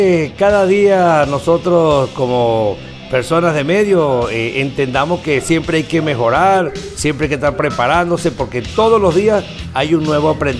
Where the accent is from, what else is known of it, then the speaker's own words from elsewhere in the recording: San Juan, Argentina; Recordando que tú eres sanjuanina y yo soy sanjuanero, ambos dos. Inclusive somos de San Juan.